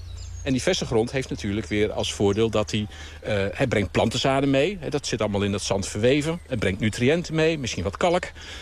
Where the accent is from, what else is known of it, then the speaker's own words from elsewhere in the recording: Zwolle, Overijssel, Netherlands; Ja, ik ben Zwollenaar.